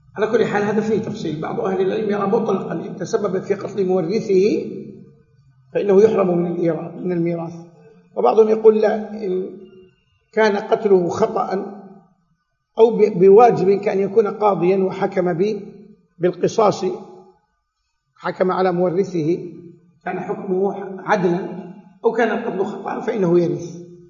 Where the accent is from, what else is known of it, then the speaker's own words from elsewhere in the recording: Saudi Arabia; عندنا في السعودية هيئة كبار العلماء قدرت الدية